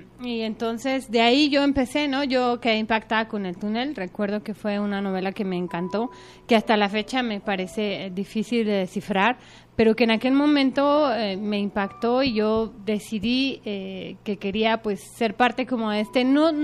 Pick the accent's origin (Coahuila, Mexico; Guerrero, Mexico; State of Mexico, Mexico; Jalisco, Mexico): State of Mexico, Mexico; Ixtlahuaca; Bueno, pues yo soy del Estado de México, nací en un pueblo que se llama Ixtlahuaca, que por cierto es muy bonito.